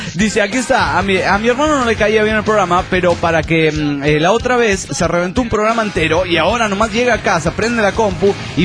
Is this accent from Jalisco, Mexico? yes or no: no; Veracruz, Mexico; Sí, yo soy de Veracruz, mera.